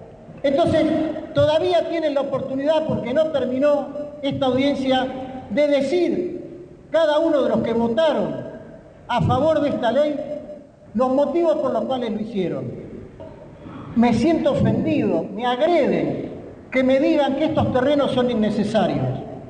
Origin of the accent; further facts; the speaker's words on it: Buenos Aires, Argentina; soy ciudadano de la Ciudad de Buenos Aires, para más datos del barrio de Villa Crespo.